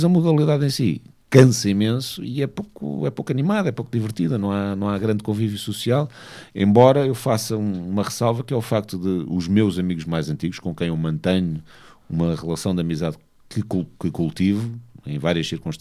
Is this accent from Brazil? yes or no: no; Angola; born there; also born or lived in Portugal; por acaso não nasci em Portugal, nasci em Angola, mas ter vivido em Portugal